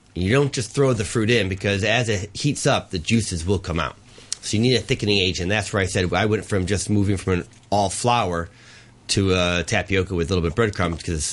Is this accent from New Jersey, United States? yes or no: no; Chicago, Illinois, United States; Yeah, I grew up in the Midwest. That's where it's all from.